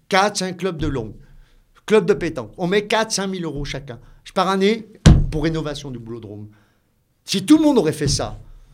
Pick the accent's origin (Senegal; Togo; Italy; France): France; Valserhône, Auvergne-Rhône-Alpes; Moi, je suis né ici, je suis né en 1966 à Béliard, au Valserone. Maintenant, on est Valserone. Je prends le Valseronois. Je suis un vrai Valseronois.